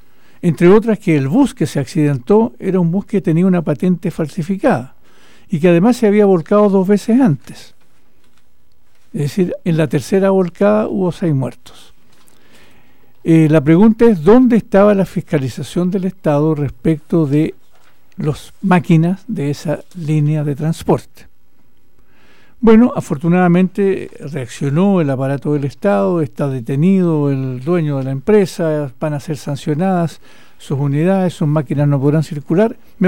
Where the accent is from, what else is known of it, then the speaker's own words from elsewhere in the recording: Chile; los chilenos, las chilenas y los que, no siendo chilenos aún, viven en nuestro país